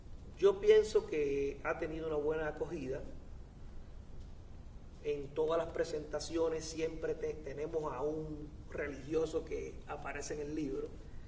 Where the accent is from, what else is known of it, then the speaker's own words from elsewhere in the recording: Villalba, Puerto Rico; en caso de Villalba, que fue en mi pueblo